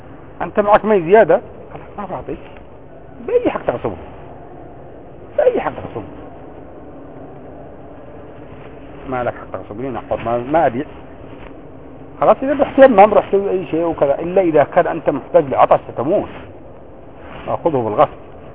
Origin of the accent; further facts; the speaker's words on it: Yemen; الماء الكبير بريالين القارورة الكبير هذه اللي يبيعها بخمسة ريال خمسة ريال عندنا في اليمن مثلا بكم بثمانين ريال